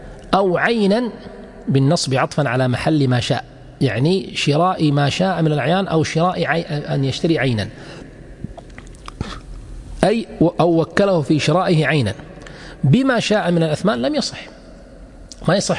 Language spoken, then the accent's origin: Arabic; Kuwait; ما يسمى عندنا في الكويت مثلا الوكالة العامة هي ليست عامة في الحقيقة